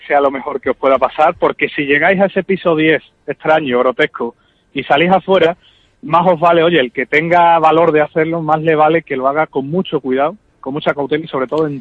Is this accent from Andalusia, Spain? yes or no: yes; Seville, Andalusia, Spain; Esta palabra a los que somos de aquí de Sevilla nos cuesta un poquito, pero bueno.